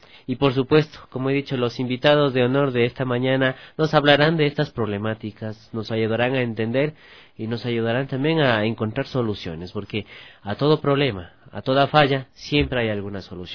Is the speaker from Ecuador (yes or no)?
yes; Ecuador; Cómo vivimos como ecuatorianos también